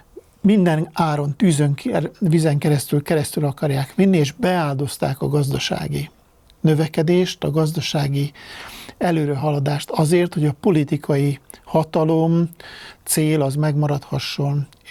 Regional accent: Hungary; én amit beleértem magamat is, mint magyar

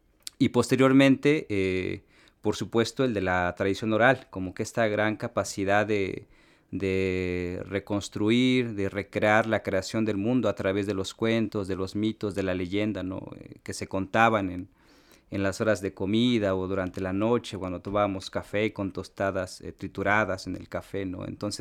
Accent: Tenejapa, Chiapas, Mexico; de Tenejapa. Yo tengo actualmente 32 años, nací en el ejido de Matzam en Tenejapa, es un paraje de este municipio.

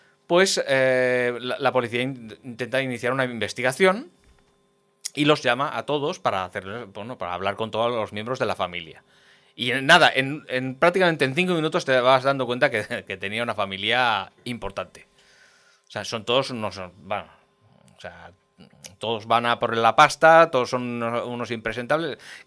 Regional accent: Castelldefels, Catalonia, Spain; Allí en mi pueblo, en un cine muy, muy cuco que hay, allí en Castelldefels, hay un pequeño cine.

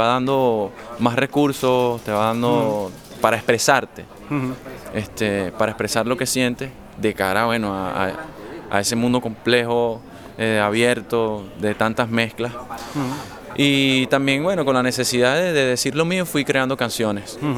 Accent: Caracas, Capital District, Venezuela; soy de Caracas, Venezuela, vivo en Caracas. Uh-huh. Esa es una ciudad cósmica, ciudad capital, con muchas influencias de todas partes por el tema de intercambio político, comercial, con otros países.

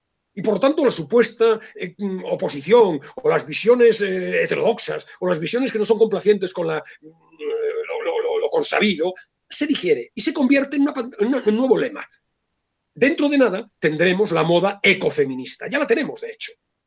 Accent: Spain; cómo somos los españoles a la hora de establecer dicotomías

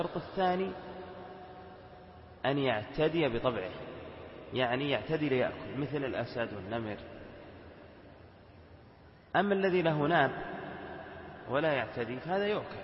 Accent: Al-Qassim, Saudi Arabia; في بعض القرى عندنا في القصيم تشتهر بوجود الضبع فيها ويأكلونها.

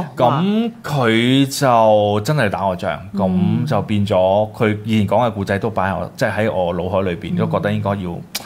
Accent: China; 咁我哋覺得我哋都身為中國人

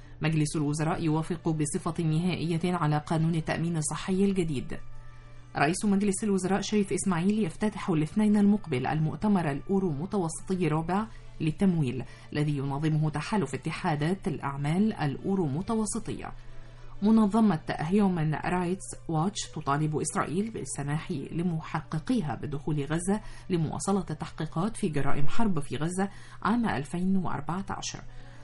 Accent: Egypt; وإحنا بنتكلم كلنا كمصريين

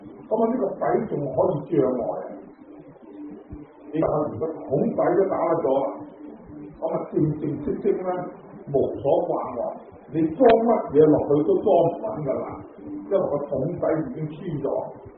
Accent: Guangdong, China; 我哋中意食油条啊，即系我哋广东人话叫油炸鬼。

